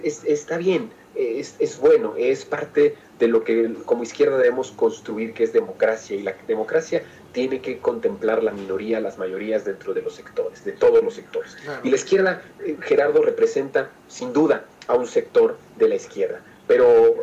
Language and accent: Spanish; Mexico; Está encabritado, como muchos mexicanos lo estamos.